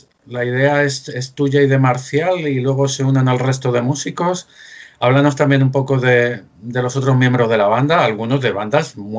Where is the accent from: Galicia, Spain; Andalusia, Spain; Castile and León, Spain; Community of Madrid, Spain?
Community of Madrid, Spain; Madrid; Yo aunque me muevo por Hortaleza en Radio Enlace, pero soy del barrio de San Blas.